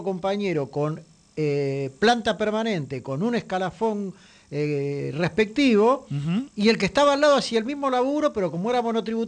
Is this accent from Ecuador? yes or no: no; Buenos Aires, Argentina; para los que somos de la Ciudad de Buenos Aires